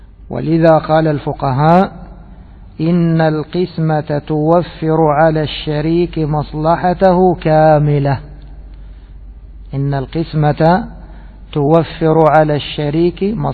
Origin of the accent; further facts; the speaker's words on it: Egypt; عندنا في بلدنا مصر يسمونه المجلس الحاسبي،